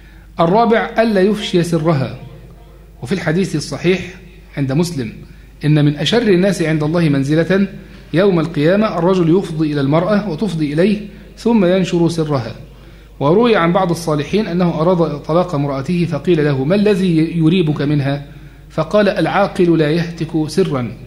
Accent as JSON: {"language": "Arabic", "country": "Egypt", "said": "زي ما بتنادي بيه بعض الحركات النسوية هنا عندنا في مصر"}